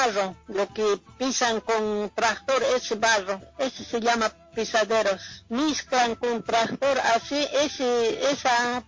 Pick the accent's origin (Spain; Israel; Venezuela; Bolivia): Bolivia; moved away; Como mujeres bolivianas siempre intentamos buscar cómo salir adelante. Apenas llegamos de Bolivia, siempre a ese trabajo.